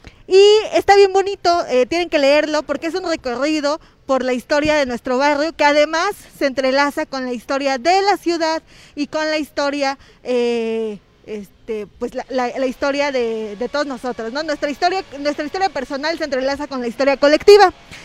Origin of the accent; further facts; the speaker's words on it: Los Reyes de Juárez, Puebla, Mexico; Sí, un saludo a mi pueblo, a los Reyes de Juárez.